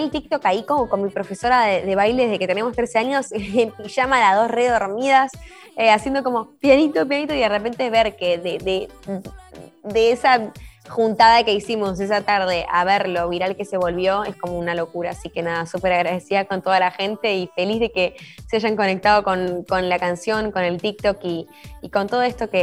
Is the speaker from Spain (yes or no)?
no; Argentina; porque soy argentina